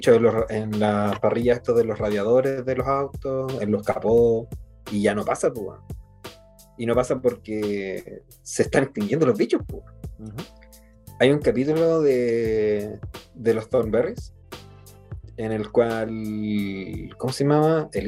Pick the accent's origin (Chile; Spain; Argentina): Chile; Santiago, Santiago Metropolitan Region; also born or lived in Coquimbo; viajaba harto de Coquimbo, de donde soy originario, a Santiago, o sea, donde me crié porque nací en Santiago